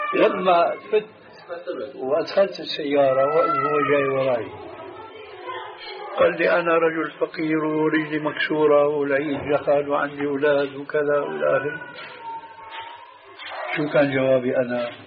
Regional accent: Syria; أحد العلماء الأذكياء عندنا في سوريا.

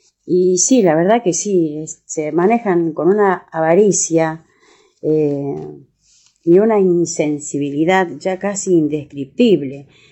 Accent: Argentina; y nosotros como Argentina, como país

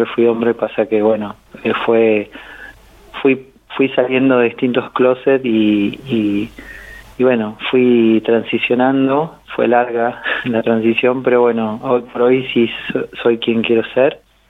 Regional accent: Caleufú, La Pampa, Argentina; now in General Pico, Argentina; yo soy de Calufú, pero hace muchos años ya que estoy acá en General Pico, estoy viviendo hace más de 20 años acá, así que ya me siento más parte de General Pico.

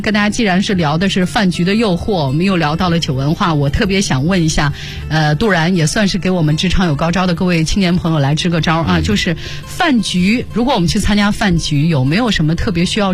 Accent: Northwest China, China; 你看我们我们西北人就是实在

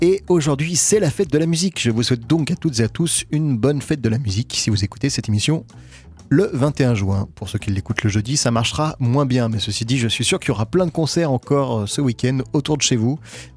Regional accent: Saint-Étienne, Auvergne-Rhône-Alpes, France; c'est un festival qui me tient à cœur parce que je suis originaire de Saint-Étienne.

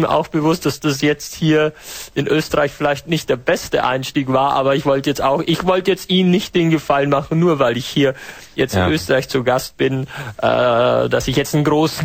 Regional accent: North Rhine-Westphalia, Germany; Ich komme aus Deutschland, in der Nähe von Krefeld.

